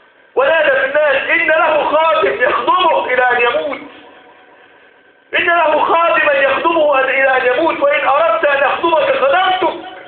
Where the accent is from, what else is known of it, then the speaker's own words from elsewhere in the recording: Egypt; اجعل بلدنا مصر امنا مطمئنا